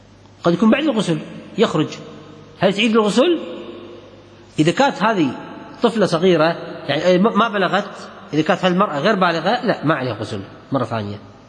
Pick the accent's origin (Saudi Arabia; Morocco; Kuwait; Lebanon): Kuwait; نفس العجين البر عندنا بالكويت ريحة ريحة المني